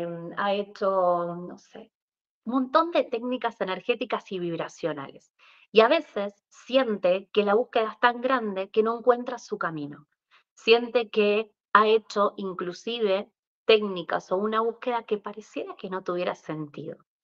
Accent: Mendoza, Argentina; soy de Argentina, Mendoza

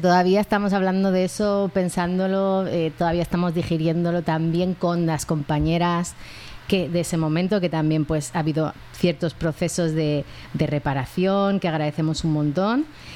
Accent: Andalusia, Spain; ya es que en Barcelona, ¿no? De como andaluza

